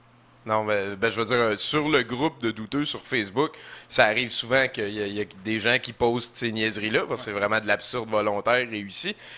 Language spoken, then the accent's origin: French; Rouyn-Noranda, Quebec, Canada; moi aussi, je viens de Rouyn, puis on a comme appris qu'on connaissait plein de gens parce qu'on vient de Rouyn.